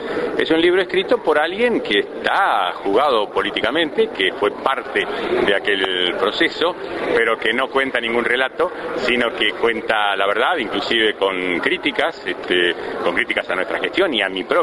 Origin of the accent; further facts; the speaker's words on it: Mercedes, Buenos Aires Province, Argentina; Lo hice en mi pueblo, en Mercedes